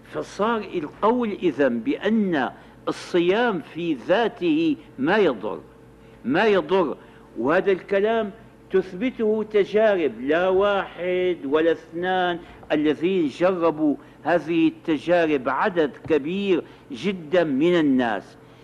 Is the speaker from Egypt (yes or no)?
no; Damascus, Syria; جربها ناس كثيرون عندنا في الشام